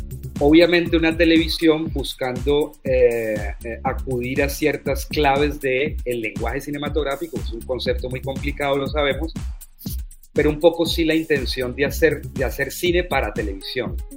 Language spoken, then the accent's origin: Spanish; Cali, Valle del Cauca, Colombia; also born or lived in Bogotá; el Caribe colombiano, que casualmente es la región donde yo vivo hoy. Realmente yo nací en Bogotá, pero me crié en Cali. Y ahorita estoy viviendo en el Caribe colombiano